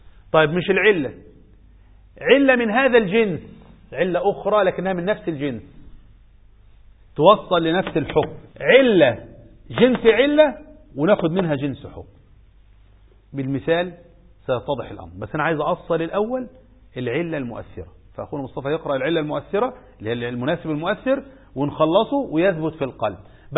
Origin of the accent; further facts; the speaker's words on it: Egypt; بقينا في 2-3 مليون زيادة عندنا في مصر